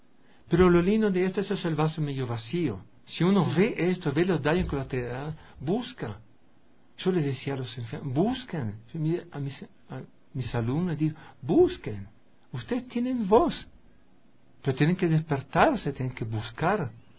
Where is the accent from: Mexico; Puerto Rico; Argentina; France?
France; Spanish is a second language; soy blanco, soy yanqui, vengo de Francia